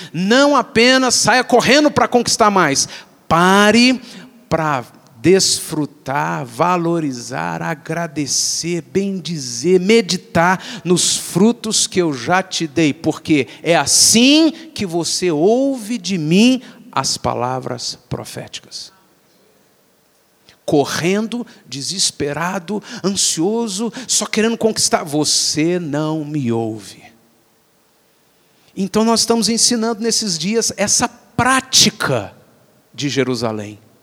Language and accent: Portuguese; Minas Gerais, Brazil; a gente é bem mineirinho.